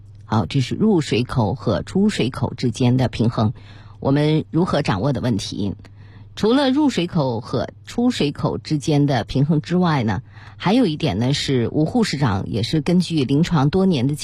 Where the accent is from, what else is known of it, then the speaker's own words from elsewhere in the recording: Beijing, China; 我们北京人呢喜欢吃涮火锅